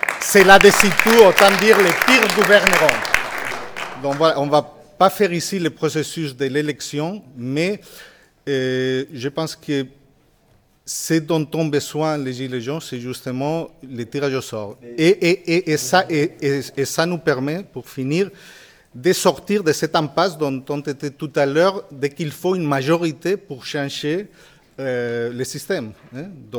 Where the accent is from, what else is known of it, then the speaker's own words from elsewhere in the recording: Spain; French is a second language; Moi je suis espagnol.